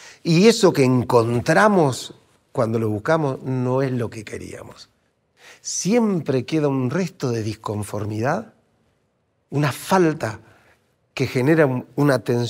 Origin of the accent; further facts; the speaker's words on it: Argentina; yo porque soy argentino, pues somos muy del café